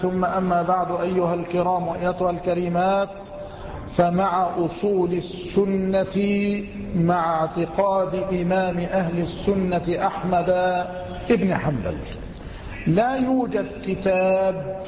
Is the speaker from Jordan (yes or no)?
no; Dakahlia, Egypt; تنيس هذه التي يقال لها بحيرة المنزلة عندنا في الدقهلية